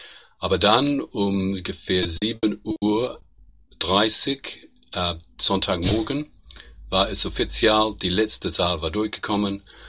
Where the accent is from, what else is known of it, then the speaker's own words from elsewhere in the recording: New Zealand; now in Germany; Ich komme aus Neuseeland, wohne ins Moment in Deutschland